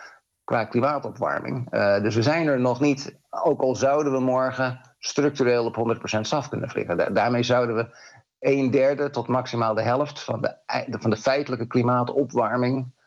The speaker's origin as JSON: {"language": "Dutch", "country": "Netherlands", "said": "keren wij als Nederlander in het vliegtuig stappen"}